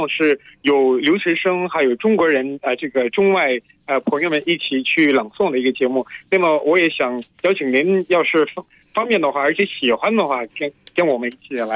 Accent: DR Congo; Chinese is a second language; now in Beijing, China; 我是来自刚果民主共和国，简称刚果金。

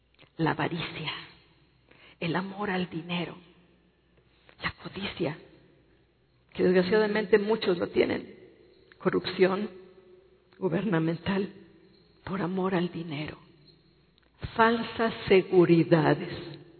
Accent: Mexico; Pero estamos en esta nación de México. Y nosotros somos mexicanos.

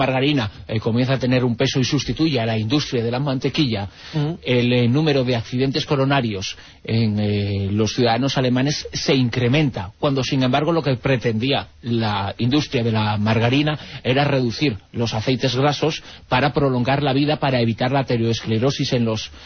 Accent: Galicia, Spain; yo es que soy gallego.

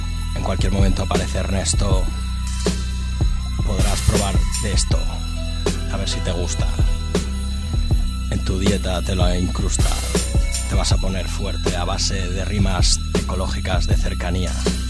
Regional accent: L'Hospitalet de Llobregat, Catalonia, Spain; Yo vengo de Hospitalet.

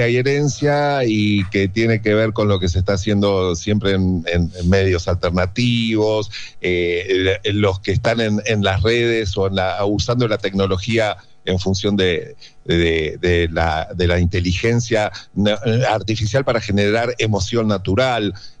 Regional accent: Chascomús, Buenos Aires Province, Argentina; soy orgullosamente bonaerense y siempre voy a decir lo mismo, un chascomunense uruguayo que nació en la capital.

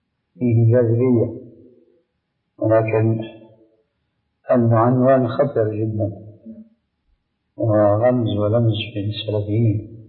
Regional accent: Syria; عندنا في سوريا

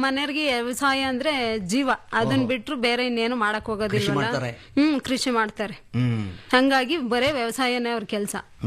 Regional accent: Maknalli, Karnataka, India; now in Manchikenahalli, India; ನಾನು ಓದಿರೋದು 7th. ನಮ್ಮೂರು ಮಾಕ್ನಳ್ಳಿ.

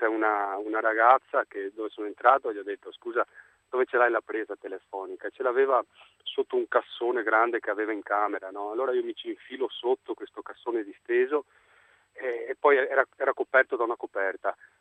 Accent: Oriago, Veneto, Italy; born there; now in Viareggio, Italy; Sono nato a Oriago, che è un paese ma vicinissimo a Venezia.

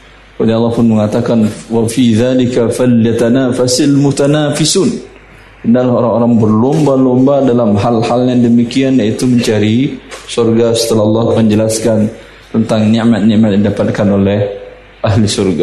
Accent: Russia; Di kampung saya di Rusia sampai 20 derajat di bawah 0, 25 sampai 30.

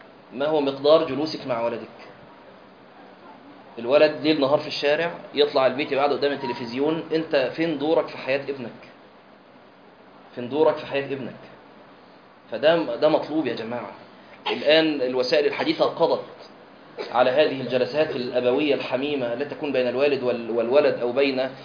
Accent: Egypt; لكن هو الأشهر عندنا في مصر كخ.

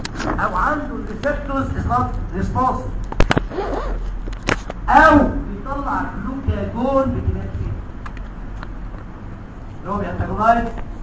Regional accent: Egypt; اتربى في احضاننا في مصر الحبيبه

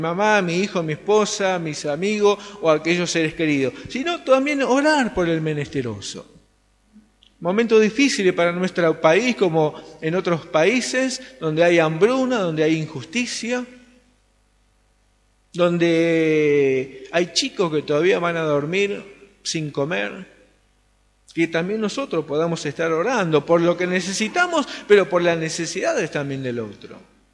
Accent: Solano, Buenos Aires Province, Argentina; si bien no vivo en Varela, soy de Solano

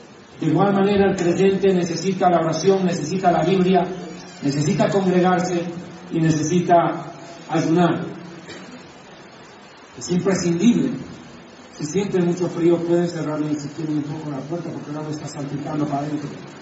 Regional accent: La Paz, Bolivia; Para mí es un momento muy especial poder estar aquí en La Paz, en mi tierra, en mi ciudad

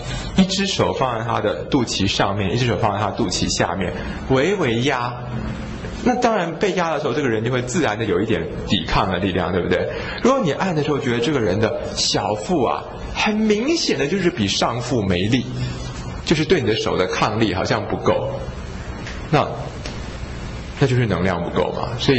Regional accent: China; 那至于说像我们中国人治疗这个疝气是这种厥阴治，对不对？

